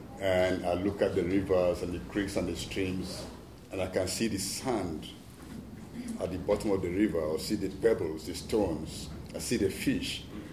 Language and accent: English; Nigeria; I'm from Nigeria, the cleanest country in the world, especially in the oil fields of Nigeria.